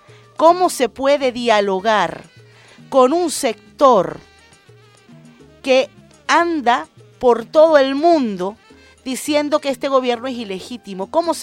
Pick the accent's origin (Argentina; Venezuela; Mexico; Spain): Venezuela; Como venezolana y como venezolana chavista.